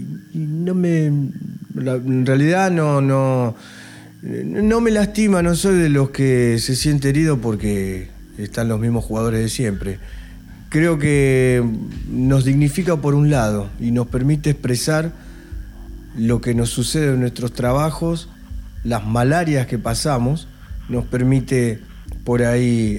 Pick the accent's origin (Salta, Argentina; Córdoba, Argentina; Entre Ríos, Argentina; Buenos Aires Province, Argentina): Buenos Aires Province, Argentina; Berisso; born there; sí, nacimos en Berisso, pero hay que ver cuál fue realmente la concepción